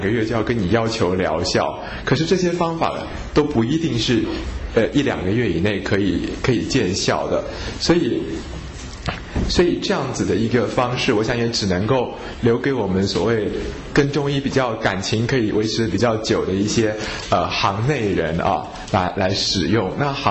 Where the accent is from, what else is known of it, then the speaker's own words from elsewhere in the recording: Taiwan; 我们台湾人